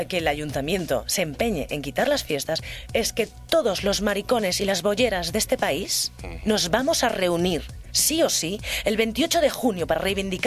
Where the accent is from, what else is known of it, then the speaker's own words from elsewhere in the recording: Galicia, Spain; Ay, y que Galicia somos así un poco retrógradas en ese aspecto. Por lo menos las Rías Baixas, que es de donde yo vengo y que es lo que conozco.